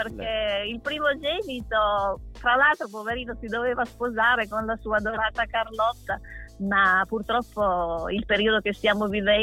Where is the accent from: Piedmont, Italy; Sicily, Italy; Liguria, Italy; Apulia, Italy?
Piedmont, Italy; Alba; Sì, io sono di Alba, sì.